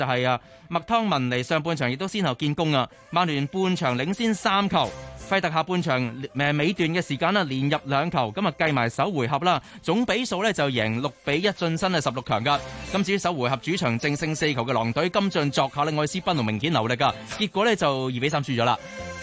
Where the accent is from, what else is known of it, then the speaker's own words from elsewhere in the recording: Hong Kong; 作为香港人嘅一份子